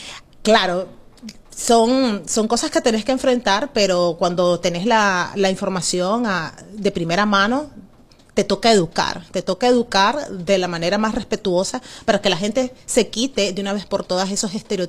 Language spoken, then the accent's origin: Spanish; Nicaragua; born there; Cuando yo inicié en el mundo del periodismo, en el mundo de la televisión, en mi país natal, Nicaragua